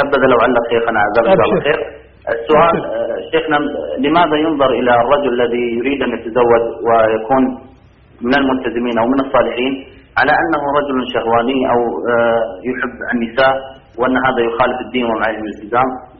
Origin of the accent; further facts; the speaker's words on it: Saudi Arabia; وأنا من السعودية